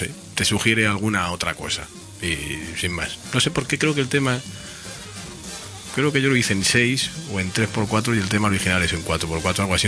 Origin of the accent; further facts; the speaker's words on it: Castile, Spain; hicimos algún festival por mi tierra, en Castilla